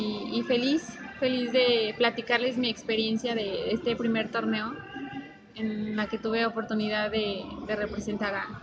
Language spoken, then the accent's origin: Spanish; Guadalajara, Jalisco, Mexico; born there; also born or lived in Aguascalientes; soy nacida en Guadalajara, pero mis experiencias futbolísticas han sido aquí en Aguascalientes